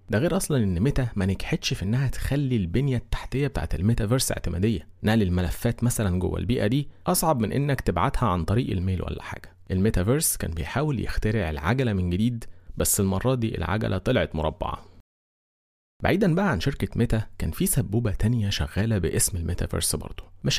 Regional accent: Egypt; سرعات الابلود عندنا في مصر

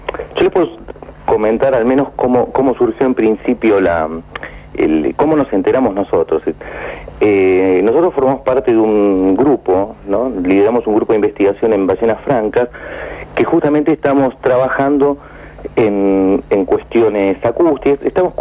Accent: Argentina; Yo lo digo como investigador argentino

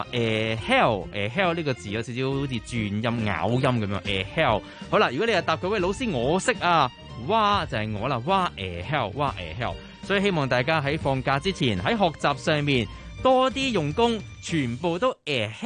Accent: Guangdong, China; 这个发音呢就啱我哋广东人呢就大家可以好好地去到讲啦。

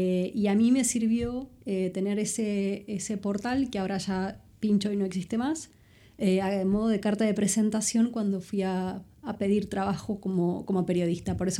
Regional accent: Buenos Aires, Argentina; Yo iba al teatro en Buenos Aires, de donde soy, desde que estoy muy chiquita

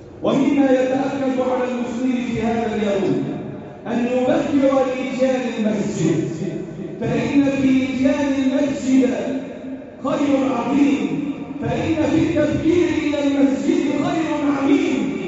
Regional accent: Egypt; اللهم احفظ بلدنا مصر وسائر بلاد

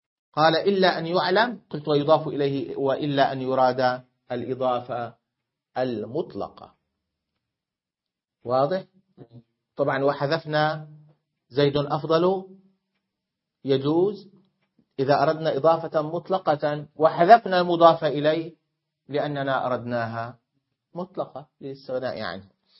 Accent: Syria; فالحمصيون كسوري أقول

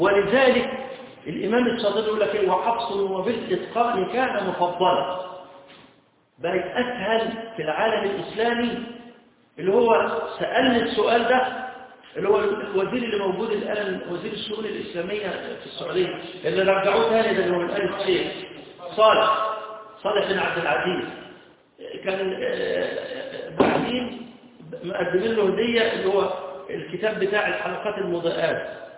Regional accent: Egypt; إحنا كمصريين قراءة اللي هي قراءة

